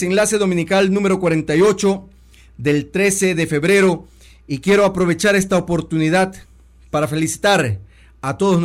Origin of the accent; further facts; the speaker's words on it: Ecuador; las víctimas somos todos los ecuatorianos decentes que estamos siendo asaltados y atropellados continuamente